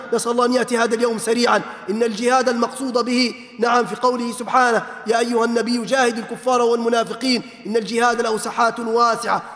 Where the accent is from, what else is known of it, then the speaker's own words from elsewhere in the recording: Libya; بلادنا ليبيا الحبيب بأمس الحاجة أن نرمي هذه الضغائن